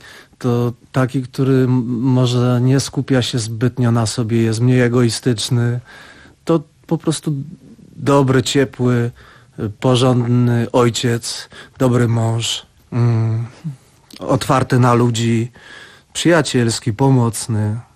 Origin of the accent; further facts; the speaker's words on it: Lesser Poland, Poland; wychowując się właśnie na Podhalu